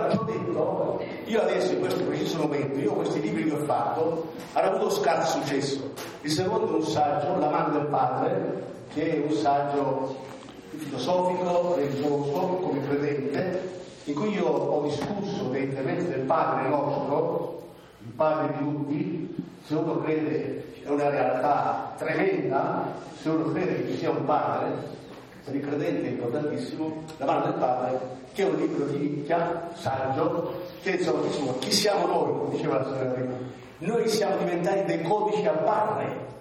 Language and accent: Italian; Apulia, Italy; moved away as an adult; now in Bolzano, Italy; perché io vengo da Salento, provincia di Lecce, sono qui da 72